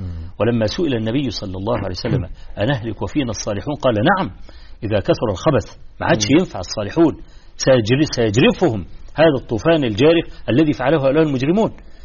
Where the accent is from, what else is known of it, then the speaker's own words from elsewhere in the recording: Egypt; في مثل عندنا في مصر